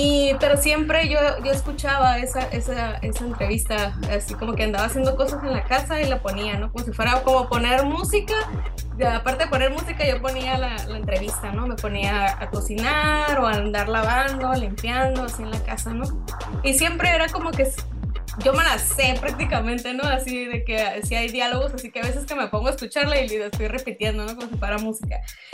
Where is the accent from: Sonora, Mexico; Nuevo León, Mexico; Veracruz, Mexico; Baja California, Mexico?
Baja California, Mexico; Isla de Cedros; born there; en los años 50 en Isla de Cedros, ¿no?, que es el lugar donde yo nací y de donde es mi familia materna.